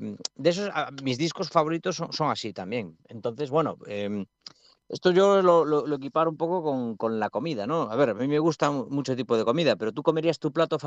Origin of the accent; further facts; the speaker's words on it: Galicia, Spain; somos de Galicia, viene mucha gente de Galicia